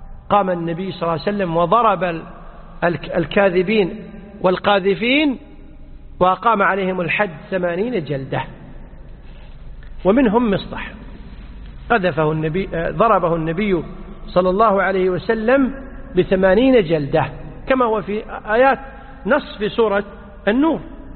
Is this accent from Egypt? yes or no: no; Kuwait; مثل عندنا في الكويت أحيانا في العشر الأواخر